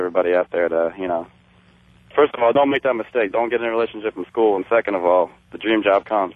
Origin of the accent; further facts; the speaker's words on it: Midwest, United States; now in California, United States; and I'm from the Midwest, by the way, so an offer out here in California comes up